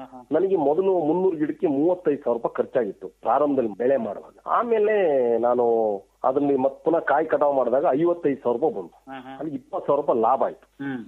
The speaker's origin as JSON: {"language": "Kannada", "town": "Palya", "region": "Karnataka", "country": "India", "tie": "born or raised there", "said": "ನನ್ನ ಸ್ವಂತ ಊರು ಬಂದು ಹಾಸನ ಜಿಲ್ಲೆ, ಆಲೂರು ತಾಲೂಕು ಪಾಳ್ಯ ಅಂತ ಹೇಳಿ ನನ್ನೂರು ಅಂತ. ಅಲ್ಲಿಂದ ನಾನು ಮದುವೆನ ಕುಶಾಲನಗರದಲ್ಲಿ ಮಾಡ್ಕೊಂಡೆ."}